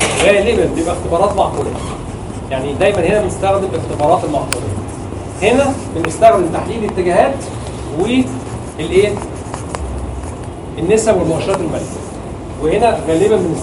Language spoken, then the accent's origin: Arabic; Egypt; لا هي ايوه في عندنا في مصر الاخوه الزملاء في الجهاز